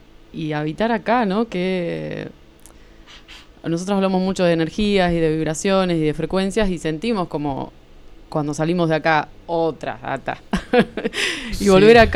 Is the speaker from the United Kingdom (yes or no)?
no; Marcos Paz, Buenos Aires Province, Argentina; Sí, yo soy de Buenos Aires, criada en Marcos Paz, en provincia de Buenos Aires, al oeste, uh-huh. En una ciudad que se llama Marcos Paz.